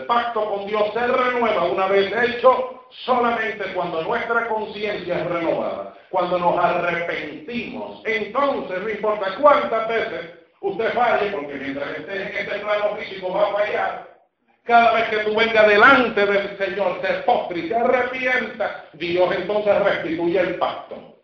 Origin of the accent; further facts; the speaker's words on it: Puerto Rico; Bueno, todavía hablo un poco chino. Imagínate tú, soy puertorriqueño.